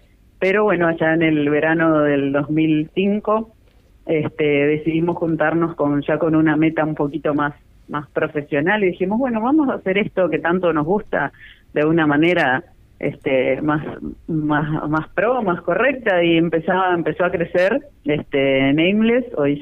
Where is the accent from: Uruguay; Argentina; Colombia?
Uruguay; Ciudad de la Costa, Canelones; Actualmente incluso los 4 integrantes de … somos todos de Ciudad de la Costa